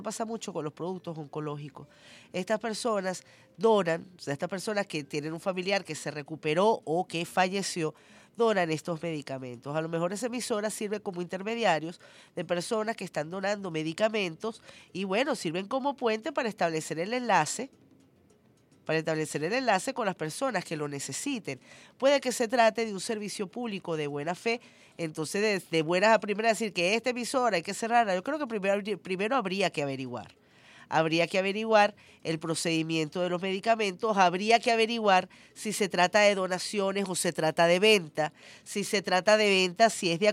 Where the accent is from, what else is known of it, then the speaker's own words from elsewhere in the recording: Venezuela; Porque así somos los venezolanos de generosos.